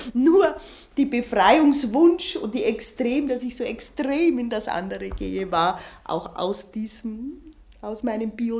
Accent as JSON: {"language": "German", "region": "Bavaria", "country": "Germany", "tie": "born or raised there", "said": "Ich bin in Bayern am Land groß geworden, im Katholizismus. Ich bin in einer autoritären Struktur immer noch aufgewachsen"}